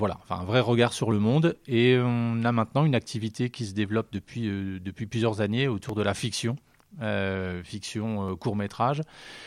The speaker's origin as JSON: {"language": "French", "town": "Thionville", "region": "Grand Est", "country": "France", "tie": "born there", "said": "Pour moi, je me considère comme vosgien, mais je suis né en Moselle. Les circonstances ont fait que voilà, ma maman a accouché à Thionville et c'est pas un regret pour moi, mais je connais absolument pas Thionville"}